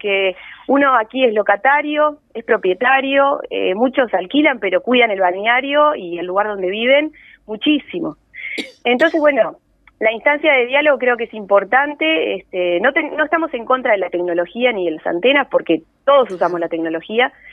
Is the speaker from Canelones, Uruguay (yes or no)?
no; Montevideo, Uruguay; Yo soy montevideana. Viví toda mi vida en Barrio Sur, al lado de la Rambla. Vine a veranear toda mi vida en la Floresta gracias al esfuerzo de mis padres y mis abuelos.